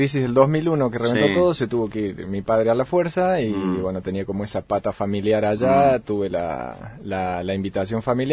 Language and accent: Spanish; Córdoba, Argentina; Yo soy de cordobés de toda la vida, de Córdoba capital.